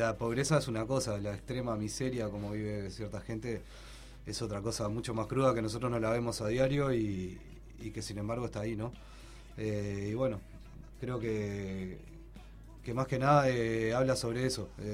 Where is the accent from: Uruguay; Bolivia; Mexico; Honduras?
Uruguay; sudaca con K, porque somos uruguayos, obviamente.